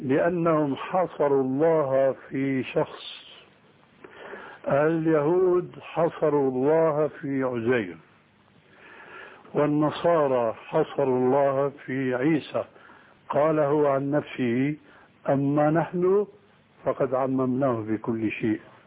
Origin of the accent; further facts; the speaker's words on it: Syria; لكن النوبات مستعملة عندنا في سوريا وهي أنسب لهم